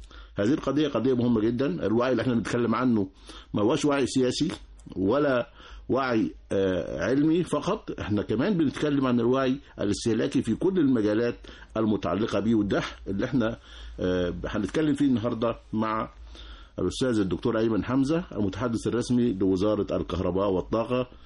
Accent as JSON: {"language": "Arabic", "country": "Egypt", "said": "يعني إحنا من عادتنا كمصريين بشتري الحاجة مع الكتالوج بتاعها"}